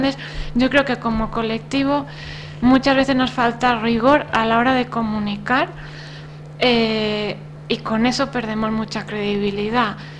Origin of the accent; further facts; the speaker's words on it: Asturias, Spain; vete tú a un pueblo de Asturias, ¿no?, que es mi tierra.